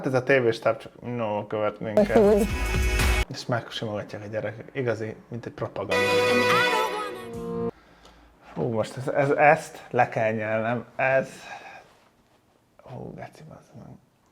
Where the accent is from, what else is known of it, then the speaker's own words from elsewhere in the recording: Hungary; Mondjuk vidéken köszönök, mert kisfaluban lakunk 1000 ember, és hát nem lakok ott, de hogy onnan származom, de Budapesten.